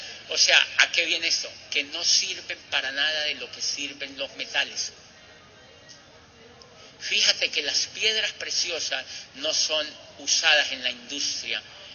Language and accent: Spanish; Colombia; En mi país, se sabe que Colombia es uno de los países donde más esmeraldas por metro cuadrado hay en una zona en el mundo.